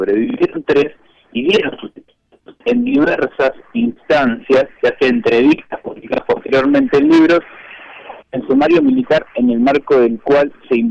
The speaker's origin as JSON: {"language": "Spanish", "town": "Trelew", "region": "Chubut", "country": "Argentina", "tie": "born or raised there", "said": "porque soy oriundo de Trelew y participo activamente en este tipo de investigaciones"}